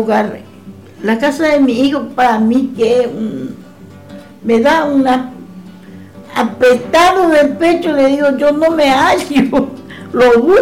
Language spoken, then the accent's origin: Spanish; Formosa, Argentina; moved away as an adult; now in Buenos Aires, Argentina; Yo vengo de Formosa.